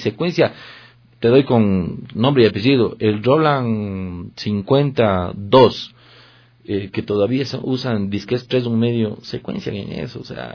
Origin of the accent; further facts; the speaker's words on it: Ecuador; soy un ecuatoriano de exportación